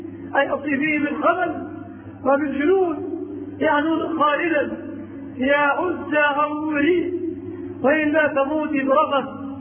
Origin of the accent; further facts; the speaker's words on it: Egypt; في بلادنا مصر أوتان وأنصاب وأشياء